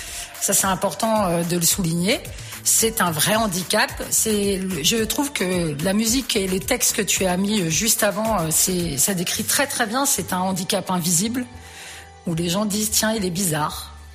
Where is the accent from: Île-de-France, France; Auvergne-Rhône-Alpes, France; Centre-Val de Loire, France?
Centre-Val de Loire, France; Bonny-sur-Loire; je viens de Derrière-Gien, dans un petit village qui s'appelle Bonny-sur-Loire. J'ai 43 ans